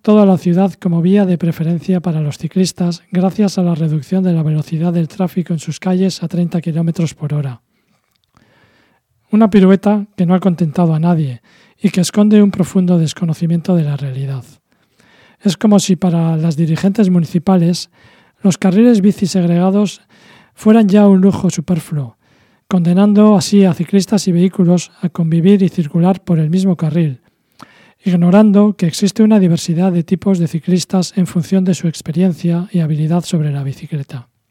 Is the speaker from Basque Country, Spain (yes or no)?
yes; Bilbao, Basque Country, Spain; que se note que somos de Bilbao.